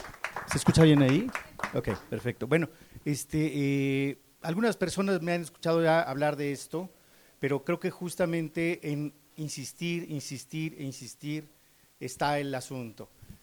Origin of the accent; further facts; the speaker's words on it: Coyoacán, Mexico City, Mexico; Yo soy indígena de los Pedregales, de Coyoacán, de la Lava del Xitle. Nací en la colonia Jusco, nací aquí, viví aquí hasta la vida adulta.